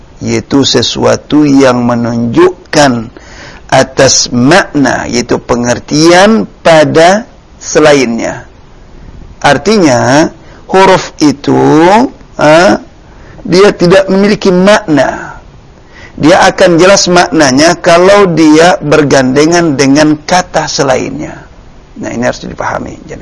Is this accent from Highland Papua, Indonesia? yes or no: no; Medan, North Sumatra, Indonesia; Jadi bahasa Medan itu semalam. Iya, karena saya dari Medan. Jadi saya tahu sekali bahasanya.